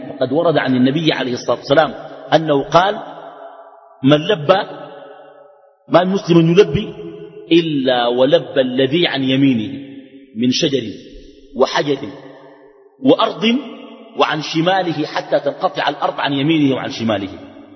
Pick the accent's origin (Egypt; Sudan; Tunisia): Sudan; عندنا في السودان